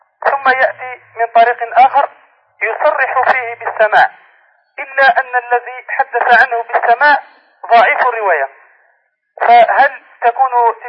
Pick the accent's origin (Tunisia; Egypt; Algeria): Algeria; نحن طلبة من الجزائر